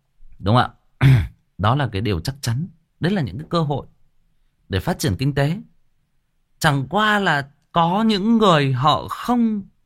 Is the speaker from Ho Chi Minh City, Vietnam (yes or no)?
no; Hưng Yên, Vietnam; Quê tôi cũng Hưng Yên bạn ơi. Quê tôi cũng Hưng Yên.